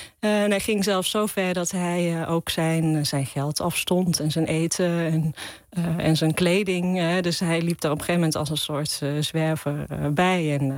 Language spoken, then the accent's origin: Dutch; Zundert, North Brabant, Netherlands; allereerst kom ik uit de buurt van Zundert, het Brabantse dorpje waar Van Gogh geboren is.